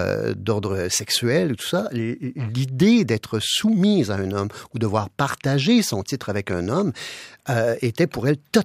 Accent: Quebec, Canada; je dis souvent qu'en tant que Québécois, nous n'avons pas nécessairement une fascination, je dirais, pour la monarchie

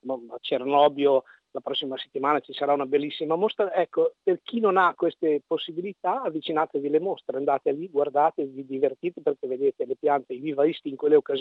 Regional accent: Emilia-Romagna, Italy; Invece io amo proprio, da buon emiliano, amo il contatto umano.

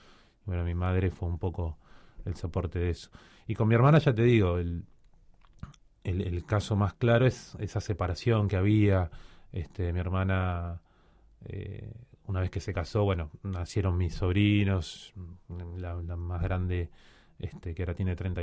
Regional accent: Cuba; born there; hay un grupito interesante de hijos de uruguayos que nacimos en Cuba

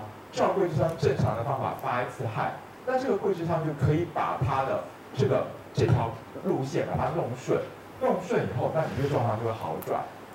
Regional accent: China; 我们中国人说右半身比较是气分，左半身比较是血分

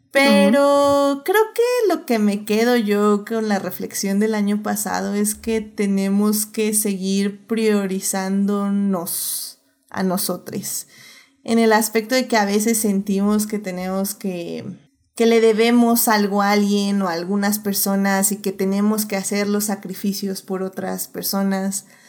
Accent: Mexico; creo que como mexicanos, como personas que vivimos en México, también siento que nos podemos relacionar mucho con ese tipo de ambiente

